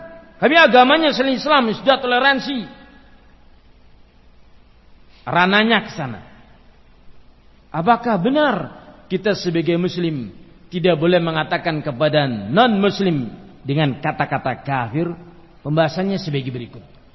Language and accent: Indonesian; Java, Indonesia; Nanti kalau Nabi Muhammad hanya bagi bangsa Arab, kita orang Jawa tidak wajib iman, Pak.